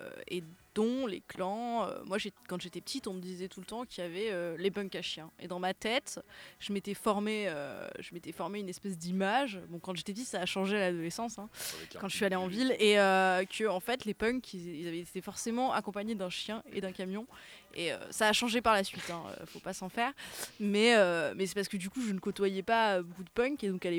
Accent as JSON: {"language": "French", "region": "Auvergne-Rhône-Alpes", "country": "France", "said": "Par exemple, moi je viens d'Ardèche"}